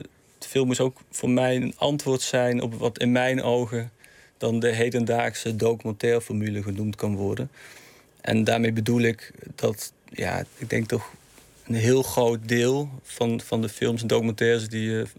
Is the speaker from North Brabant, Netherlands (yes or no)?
yes; Eindhoven, North Brabant, Netherlands; Toen heb ik in Eindhoven, waar ik in de buurt waar ik ben opgegroeid, een soort voorstudie gedaan.